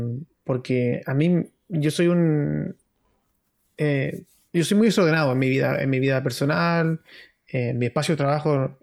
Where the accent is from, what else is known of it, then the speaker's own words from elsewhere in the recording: Antofagasta, Chile; Soy de Antofagasta y soy de la población